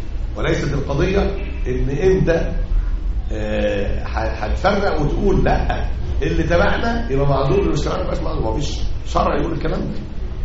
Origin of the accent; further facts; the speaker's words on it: Egypt; أعني مسألة الأحداث الأخيرة اللي عندنا في مصر دي